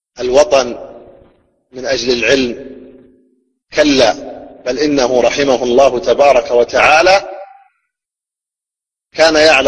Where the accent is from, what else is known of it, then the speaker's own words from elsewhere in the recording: Saudi Arabia; في هذه البلاد، بلادنا المملكة العربية السعودية